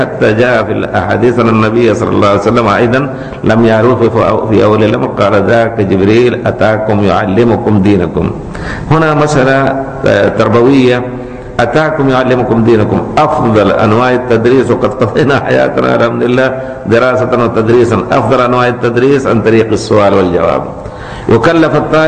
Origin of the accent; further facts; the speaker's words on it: India; Arabic is a second language; لكن أنا بتجربتي وأنا هندي